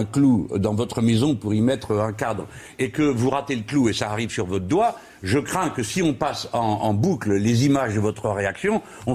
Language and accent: French; France; En tant que Français, notre conception du monde, notre vision des choses, nous pouvons les mettre sur la table.